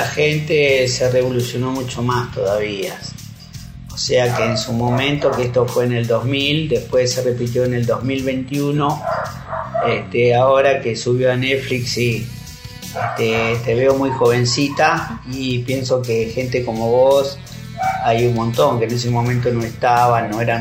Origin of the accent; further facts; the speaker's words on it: Quilmes, Buenos Aires Province, Argentina; Hay muchas cosas que yo he vivido, ¿no es cierto?, cuando me crié en Quilmes.